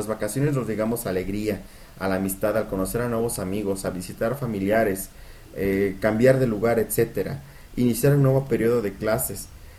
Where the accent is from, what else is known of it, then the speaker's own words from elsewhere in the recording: Mexico; para nosotros como mexicanos